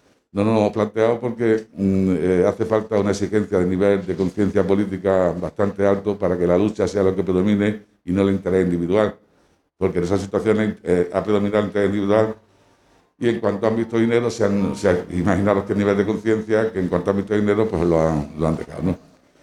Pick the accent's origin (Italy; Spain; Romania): Spain; Granada, Andalusia; Buenas tardes, yo soy de Granada y quería pues aprovechar este encuentro